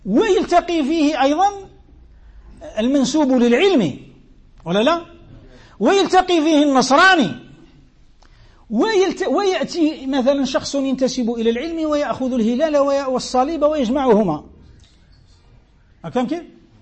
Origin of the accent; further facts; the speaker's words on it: Algeria; ولو القيف كما نسموه احنا عندنا في الجزائر، الوقف